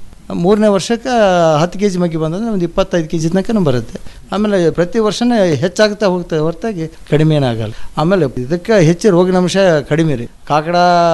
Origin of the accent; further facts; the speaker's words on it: Anakanahalli, Karnataka, India; ನಮ್ಮದು ಅನಕನಹಳ್ಳಿ ಗ್ರಾಮ ರೀ